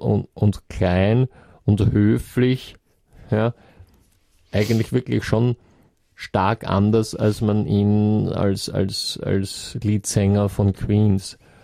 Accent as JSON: {"language": "German", "country": "Austria", "said": "bei uns in Österreich"}